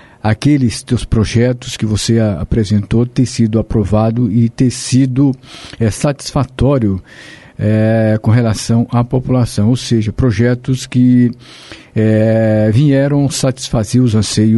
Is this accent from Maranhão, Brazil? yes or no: yes; Maranhão, Brazil; moved away as an adult; now in Apucarana, Brazil; lá eu nasci lá no Maranhão, mas eu vim muito... Eu vim novo, né, em torno de 18 anos, 19 anos, aqui diretamente para o estado do Paraná, me fixei ali na cidade de Apucarana, ali no norte do Paraná.